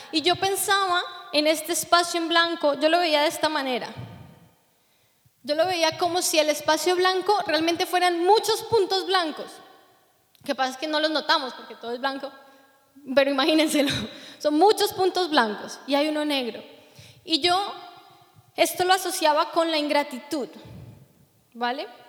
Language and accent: Spanish; Colombia; saben que soy colombiana